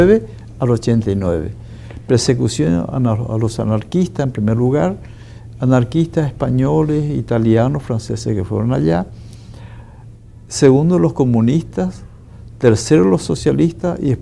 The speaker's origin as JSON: {"language": "Spanish", "country": "Paraguay", "said": "Yo primeramente fui dirigente sindical magisterio en mi país, Paraguay"}